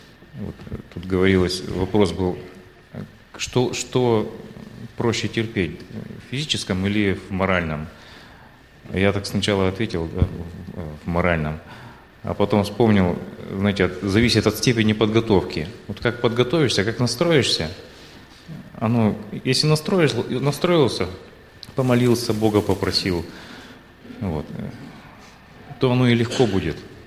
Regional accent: Chaykovsky, Perm Krai, Russia; город Чайковский, Пермский край.

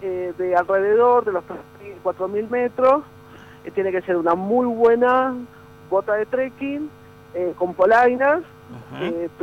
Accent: Buenos Aires, Argentina; yo soy de Flores, ajá. de Capital Federal, que tenía el supermercado al lado, el centro comercial a 5 cuadras.

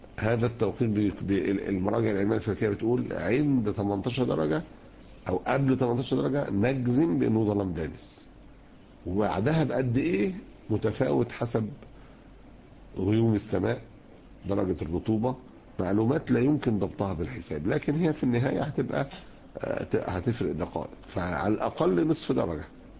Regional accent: Egypt; عندنا في مصر اتعملت لجنة

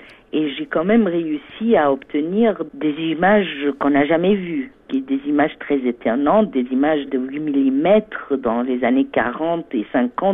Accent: Egypt; Je suis égyptienne, mais j'ai beaucoup vécu à l'étranger. Mon père est diplomate, donc j'ai grandi un peu partout dans le monde. Mais j'ai fait mes études à l'université américaine du Caire.

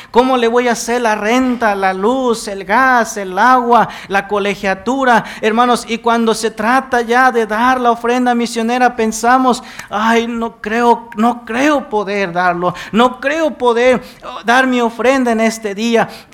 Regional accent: Veracruz, Mexico; En mi pueblo, hermanos, soy originario de Veracruz.

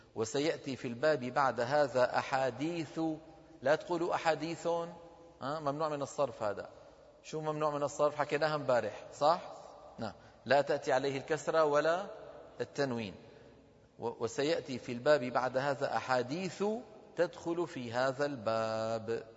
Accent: Damascus, Damascus Governorate, Syria; بزمانه عندنا في دمشق

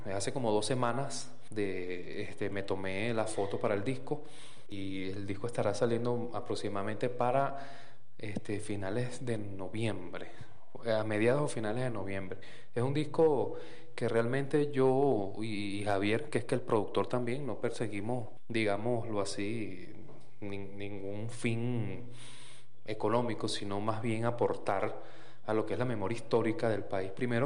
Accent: Venezuela; soy músico venezolano y me especializo en las bandolas venezolanas

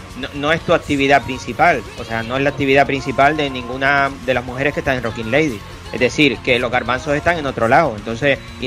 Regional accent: Spain; yo como metalero español tengo la percepción de que conocemos muy poco la escena gallega

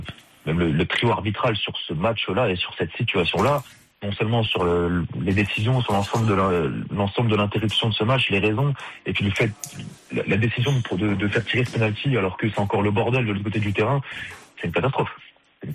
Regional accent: France; On pense bien sûr en premier, surtout chez nous en France

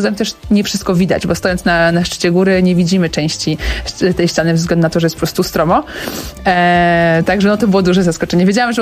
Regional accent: Łódź, Łódź Voivodeship, Poland; jestem łodzianką

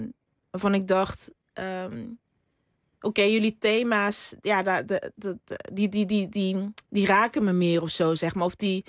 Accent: Limburg, Netherlands; Ja, ik kom uit Limburg of zo. En ik weet dat de taal is daar een stuk zachter ook.

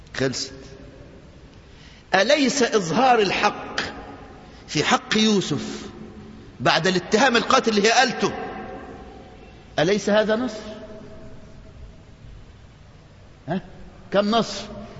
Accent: Egypt; وده طبيعة النسوان عندنا في مصر من زمان.

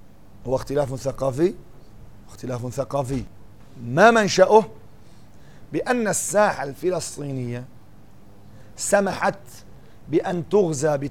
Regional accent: Syria; يعني قد يكون عندنا في سوريا لسه يعني ما عم نعرف من هم أعداؤنا

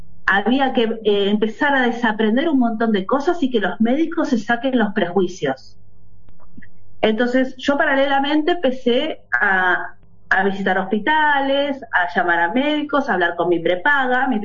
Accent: Lanús, Buenos Aires Province, Argentina; hoy me presenté en el grupo de WhatsApp, tengo 48 años, soy de Buenos Aires, de Zona Sur, de Lanús, de la República de Lanús.

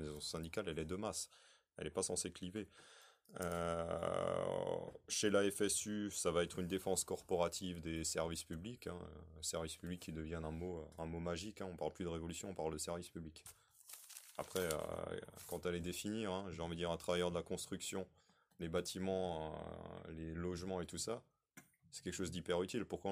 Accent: Mulhouse, Grand Est, France; donc je viens de Mulhouse

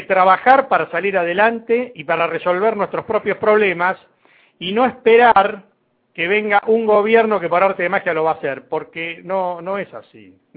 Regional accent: Argentina; Romper con el estigma de que porque somos argentinos no podemos hacer nada es una tarea pendiente desde hace muchísimos años.

